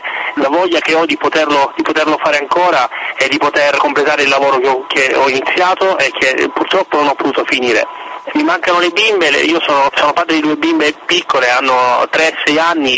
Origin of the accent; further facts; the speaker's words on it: Sicily, Italy; io sono siciliano, per me l'estate è sempre stata legata all'idea del mare, della brezza marina con i suoi profumi